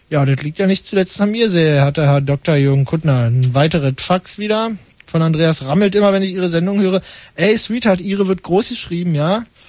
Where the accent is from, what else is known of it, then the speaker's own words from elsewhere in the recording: Brandenburg, Germany; now in Berlin, Germany; als Brandenburger, also Geldtor, der in Berlin wohnt